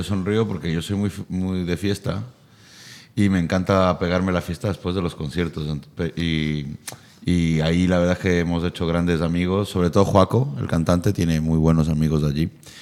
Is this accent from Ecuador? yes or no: yes; Ecuador; Yo diciéndole, soy ecuatoriano.